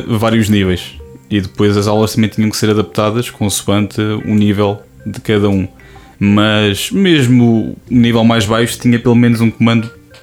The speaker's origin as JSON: {"language": "Portuguese", "town": "Coimbra", "region": "Centro", "country": "Portugal", "said": "tenho 25 anos, sou de Coimbra, tirei a licenciatura em Línguas Modernas, mais especificamente inglês e espanhol, neste caso pela Faculdade de Letras da Universidade de Coimbra."}